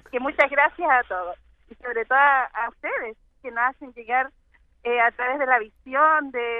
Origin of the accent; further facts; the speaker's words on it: Chile; soy de Chile, y te he seguido siempre desde la pandemia.